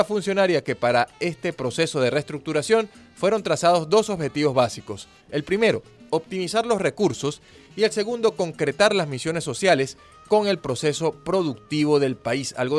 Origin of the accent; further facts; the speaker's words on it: Venezuela; nosotros como población venezolana